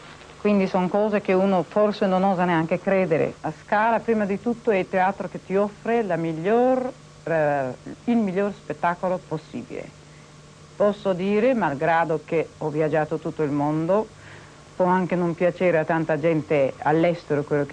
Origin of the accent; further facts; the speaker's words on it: Greece; Italian is a second language; Sono fatalista, sono greca per quello che sono fatalista